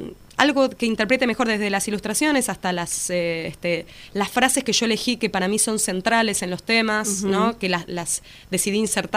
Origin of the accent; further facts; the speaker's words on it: Buenos Aires, Argentina; si bien soy de Capital, vengo semanalmente a Lanús a dar clases en la Escuela de Música Popular de Lanús.